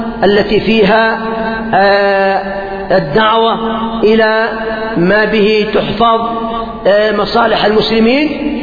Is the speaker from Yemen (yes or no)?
yes; Yemen; مثلا عندنا في اليمن كم أموال أخذت ورحلت إلى أوروبا وإلى بلاد الغرب